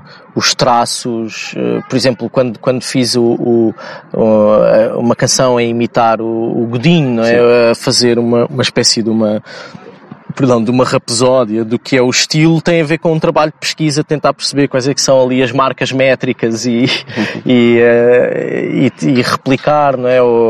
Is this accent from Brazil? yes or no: no; Lisbon, Portugal; accent: Lisbon suburban; com a nossa pronúncia que, e com a pronúncia de um lisboeta do subúrbio em que na prática falamos pá, praticamente só com consoantes